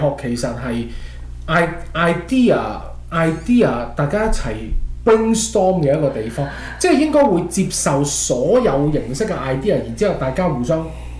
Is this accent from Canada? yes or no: yes; Canada; 因為我哋加拿大人，我有時避唔到啲英文啦